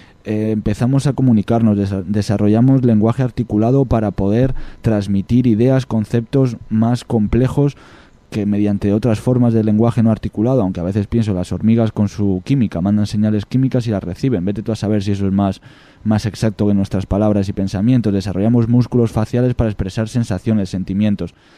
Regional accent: Extremadura, Spain; Yo en Extremadura, en mi pueblo, hay vacas, hay toros, y esos toros no embisten.

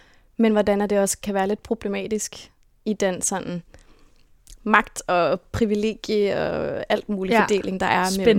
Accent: Copenhagen, Capital Region of Denmark, Denmark; jeg er vokset op på Amager. Født og opvokset på Amager. Og der boede jeg indtil jeg var 12-13 år, hvor mine forældre solgte vores hus.

